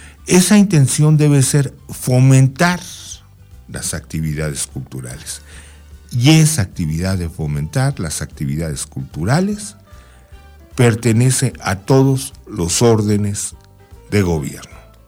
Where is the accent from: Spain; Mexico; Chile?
Mexico; corresponde obviamente a la federación salvaguardar que sigamos siendo mexicanos.